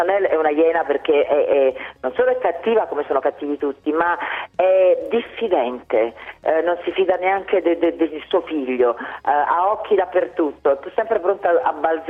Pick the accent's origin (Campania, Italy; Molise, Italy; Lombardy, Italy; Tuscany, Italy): Campania, Italy; Naples; In più io sono napoletana, quindi so che vivo ogni giorno leggendo la cronaca nera dei miei giornali, dei quotidiani della mia città